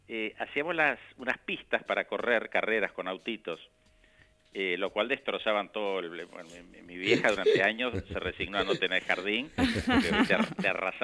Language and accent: Spanish; Bahía Blanca, Buenos Aires Province, Argentina; de chico viví en Bahía Blanca, viví en provincia de Buenos Aires, mis padres se mudaron un par de veces.